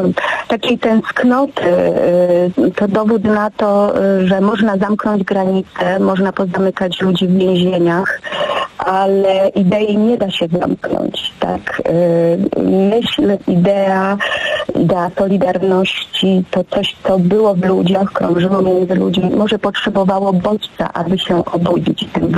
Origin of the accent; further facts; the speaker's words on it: Łódź, Łódź Voivodeship, Poland; now in Lublin, Poland; Nie byłam też lubelanką wtedy, bo przyjechałam do Lublina z Łodzi 20 lat temu